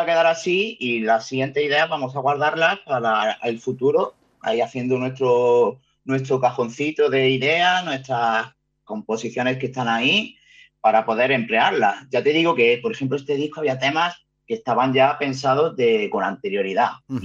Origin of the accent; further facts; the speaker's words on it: Granada, Andalusia, Spain; yo soy granadino y yo subí aquí a Guipúzcoa a buscarme la vida.